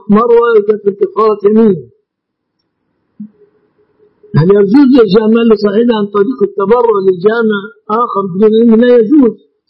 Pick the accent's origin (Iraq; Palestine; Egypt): Egypt